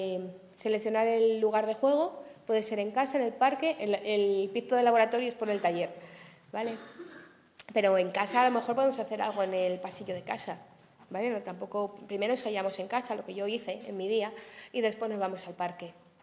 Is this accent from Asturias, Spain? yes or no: yes; Asturias, Spain; es que vengo de Asturias y allí lo del sol está un poco complicado.